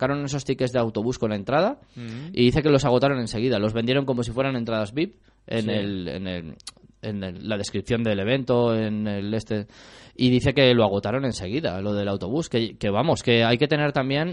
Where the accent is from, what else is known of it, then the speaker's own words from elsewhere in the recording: Valencia, Valencian Community, Spain; now in Getafe, Spain; yo no soy de Getafe de toda la vida. O sea, yo vengo desde Valencia, llevo 10 años en Getafe.